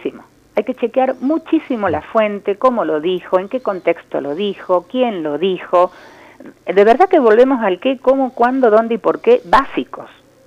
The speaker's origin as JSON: {"language": "Spanish", "region": "Córdoba", "country": "Argentina", "tie": "born or raised there", "said": "yo soy de Córdoba, nacida en Córdoba."}